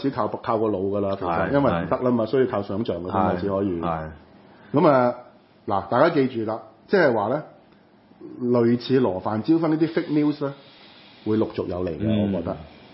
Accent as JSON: {"language": "Cantonese", "country": "Hong Kong", "said": "從來我們香港人是不會用的"}